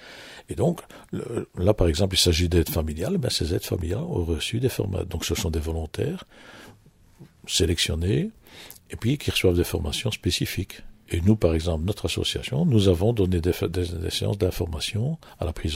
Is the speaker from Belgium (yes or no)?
yes; Wallonia, Belgium; Nous avons par exemple chez nous en Wallonie